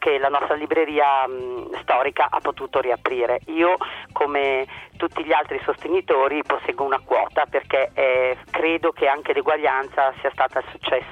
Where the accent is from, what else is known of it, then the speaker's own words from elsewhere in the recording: Busto Arsizio, Lombardy, Italy; Busto, perché siamo di Busto Arsizio